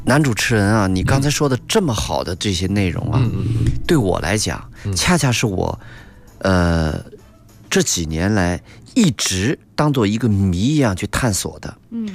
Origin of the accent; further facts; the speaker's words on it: China; 其实有仪式感是我们中国人对很多他们的别人的生活方式和生活行为中的与我们不同的